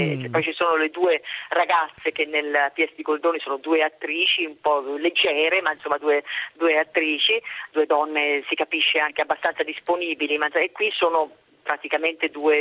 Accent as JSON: {"language": "Italian", "region": "Tuscany", "country": "Italy", "said": "io sono toscana"}